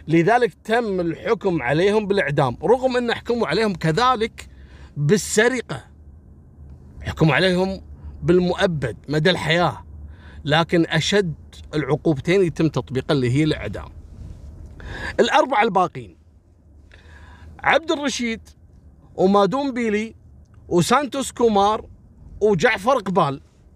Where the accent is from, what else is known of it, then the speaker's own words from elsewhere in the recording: Kuwait; احنا عندنا في الكويت أول كانوا يحطون، أنا ملحقت عليهم، يحطون كشك صغير ويكون فيه رجل أمن